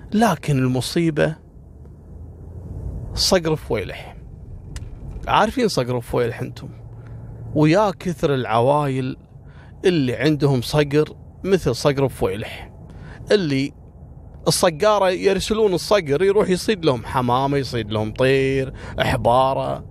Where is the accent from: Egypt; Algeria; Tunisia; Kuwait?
Kuwait; أشهر وأغرب الحوادث اللي حصلت عندنا في الكويت